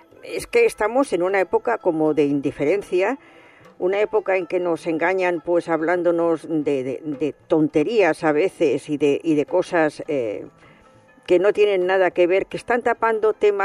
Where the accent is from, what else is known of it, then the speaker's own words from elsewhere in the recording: Barcelona, Catalonia, Spain; now in Madrid, Spain; Yo la verdad es que he nacido en Barcelona, soy catalana, tengo familia allí, llevo mucho tiempo en Madrid